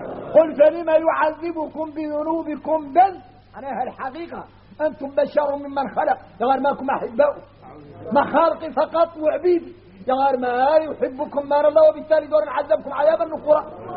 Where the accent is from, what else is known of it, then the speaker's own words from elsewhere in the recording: Mauritania; احنا راك موريتاني